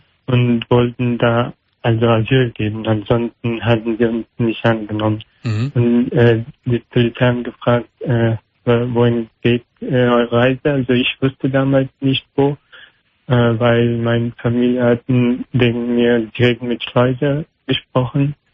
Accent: Afghanistan; German is a second language; now in Germany; Ich komme aus Afghanistan.

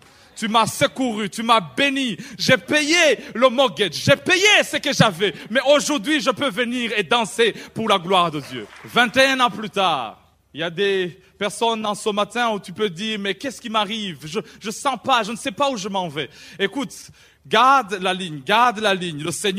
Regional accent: Burundi; moved away as an adult; now in England; J'étais en Angleterre, je venais d'arriver du Burundi, de l'Afrique centrale, et je venais dans un pays anglophone.

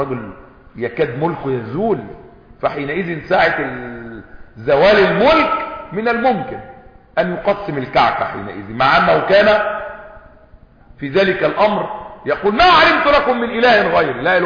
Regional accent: Egypt; احنا مصريين وعارفين يعني الديرو غطاء

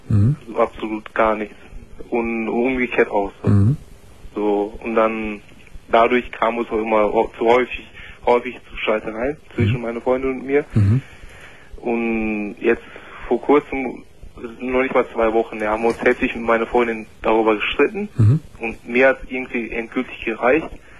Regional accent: Turkey; Sie ist eine Deutsche und ich bin Türke.

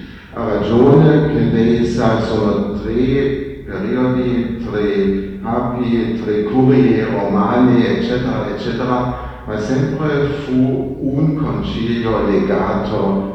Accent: Germany; Italian is a second language; tedesco, vengo da Germania e abito a Trallen vicino a Norimberga.

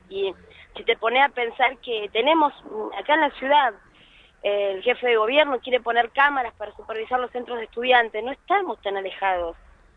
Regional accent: Argentina; nuestra identidad como argentinos

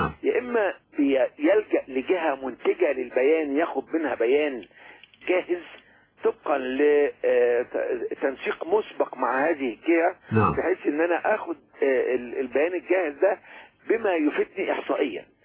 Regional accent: Egypt; القسم الأول عندنا في مصر هو الطعام والشراب

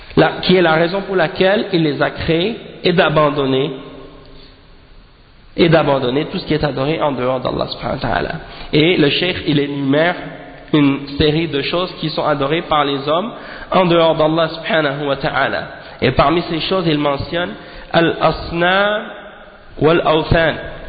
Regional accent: Haiti; chez nous en Haïti, on a des gens qui s'appellent

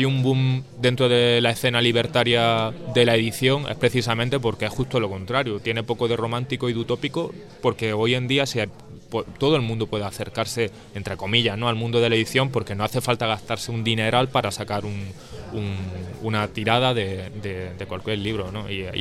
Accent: Jaén, Andalusia, Spain; yo particularmente soy de Jaén. Jaén es una zona de Andalucía predominantemente marxista a nivel histórico

